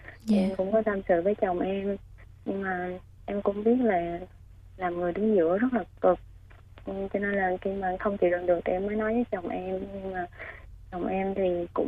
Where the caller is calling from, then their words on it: Ho Chi Minh City, Vietnam; Dạ, em đang gọi tới từ thành phố Hồ Chí Minh ạ.